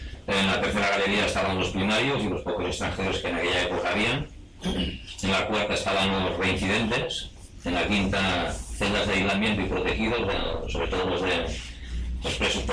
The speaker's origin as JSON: {"language": "Spanish", "town": "Vic", "region": "Catalonia", "country": "Spain", "said": "vengo desde Vic, un pueblo de Barcelona"}